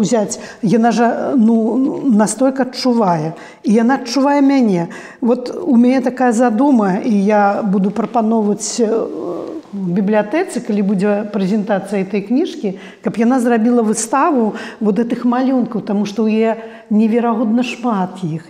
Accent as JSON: {"language": "Belarusian", "town": "Kulyashy", "region": "Minsk Region", "country": "Belarus", "tie": "born or raised there", "also_born_or_lived": "Vitebsk", "said": "А радзіма, канешне, гэта Куляшы, гэта маладзечыншчына. І я, як ведаеце, вот прыязджаю, нават маладзечна. Там, ну, 20 кіламетраў да тых Куляшоў маіх, зусім немнога."}